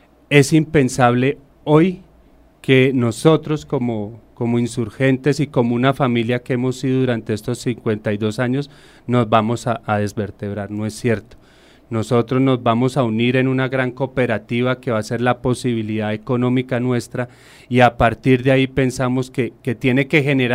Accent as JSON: {"language": "Spanish", "country": "Colombia", "said": "De la vida, de lo que nos une como colombianos"}